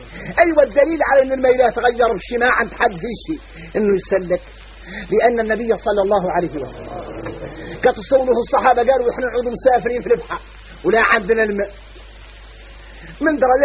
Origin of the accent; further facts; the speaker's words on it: Mauritania; احنا موريتاني عندنا عقلية عويليلة ما هي صالح